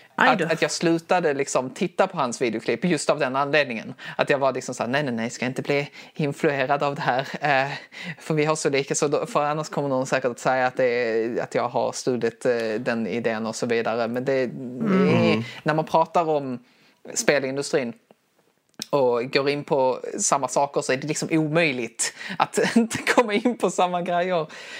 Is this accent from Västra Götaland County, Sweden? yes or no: no; Skåne, Sweden; accent: Scanian; Det är min skånska som